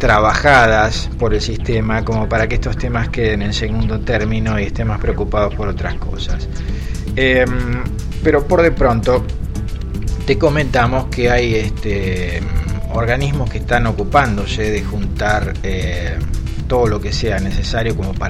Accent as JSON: {"language": "Spanish", "country": "Argentina", "said": "la experiencia en mi país, Argentina, es que, por ejemplo, las frazadas para los soldados, el alimento para los soldados que estaban peleando en Malvinas, terminaban siendo revendidos."}